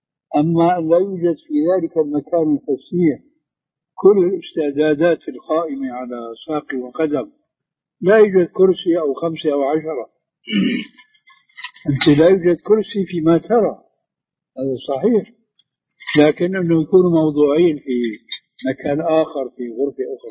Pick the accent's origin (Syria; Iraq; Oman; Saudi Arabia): Syria; لكن كما يقولوا عندنا في الشام بده هز كتاب بده حركه.